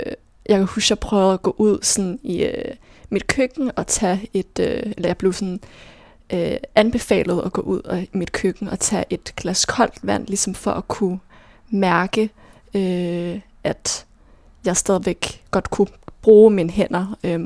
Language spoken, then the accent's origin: Danish; Herfølge, Zealand, Denmark; now in Copenhagen, Denmark; jeg er vokset op i Herfølge, en lille by sådan uden for Køge.